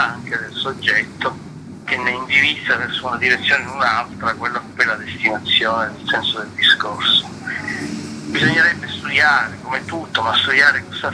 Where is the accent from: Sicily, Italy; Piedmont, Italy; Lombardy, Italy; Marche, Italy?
Sicily, Italy; Palermo; Dal fatto che io sono di Palermo e continuavo a vedere una città che ostentava senza nessun pudore quelle che erano le macerie dei bombardamenti della seconda guerra mondiale.